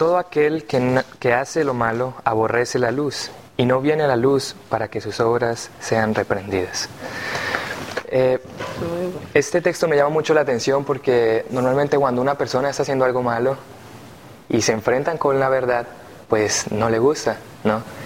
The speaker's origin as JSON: {"language": "Spanish", "country": "Colombia", "said": "soy originario de Colombia, tengo 21 años y estudio Teología, segundo año."}